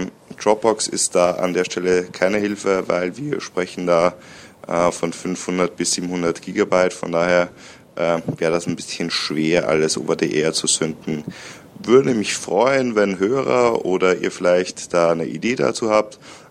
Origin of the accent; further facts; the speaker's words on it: Austria; moved away; wenn wir nach Österreich in meine alte Heimat fahren, so 5 bis 6 Stunden